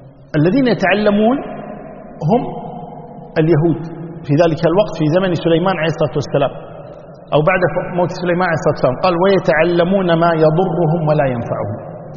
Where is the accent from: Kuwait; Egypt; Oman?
Kuwait; وعندنا بالكويت بدلية، صحيح؟